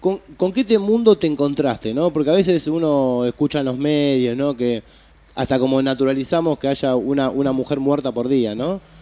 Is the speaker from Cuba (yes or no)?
no; Moreno, Buenos Aires Province, Argentina; yo soy de Moreno también y entiendo lo que decís